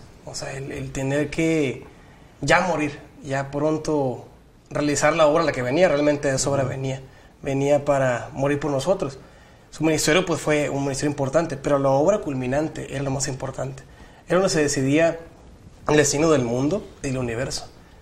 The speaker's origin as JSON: {"language": "Spanish", "region": "Baja California", "country": "Mexico", "said": "estudio teología y vengo de Baja California."}